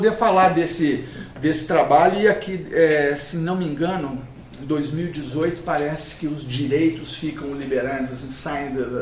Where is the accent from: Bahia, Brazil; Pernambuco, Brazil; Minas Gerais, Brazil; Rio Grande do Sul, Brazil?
Minas Gerais, Brazil; Eu, como mineiro, tenho o direito de falar.